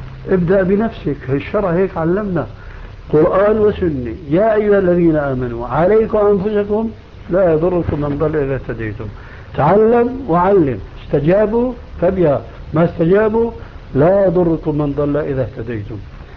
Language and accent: Arabic; Syria; ونحن عندنا في الشام كانوا التلامذة مساكين